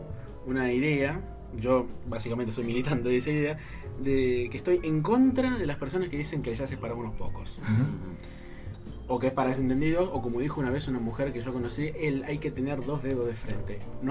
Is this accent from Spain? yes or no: no; Moreno, Buenos Aires Province, Argentina; hasta, uh-huh, Moreno, de donde vengo yo